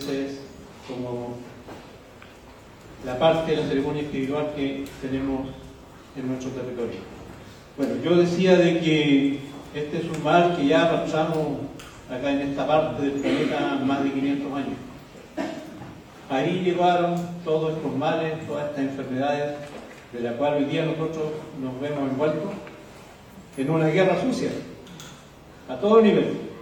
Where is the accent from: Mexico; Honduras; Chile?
Chile; Mehuín, Los Ríos; vengo de los territorios de Mewin y todas las comunidades tlaxquenches que allí habitamos.